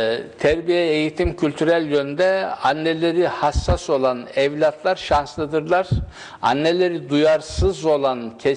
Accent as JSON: {"language": "Turkish", "region": "Isparta", "country": "Turkey", "tie": "born or raised there", "said": "Benim doğup büyüdüğüm köyümün karşısında bu Toros Dağları'na bağlı olarak bir Anamas Dağı var."}